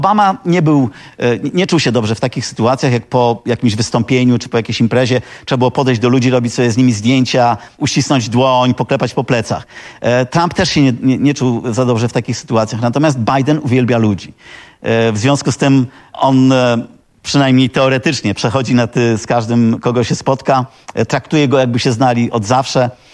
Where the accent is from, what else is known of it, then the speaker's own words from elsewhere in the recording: Łomża, Podlaskie Voivodeship, Poland; I że z Łomży, tak.